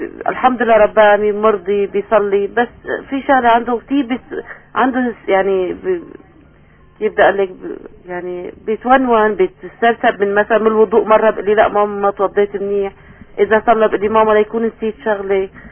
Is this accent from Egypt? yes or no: no; Aleppo, Aleppo Governorate, Syria; من حلب لو سمحت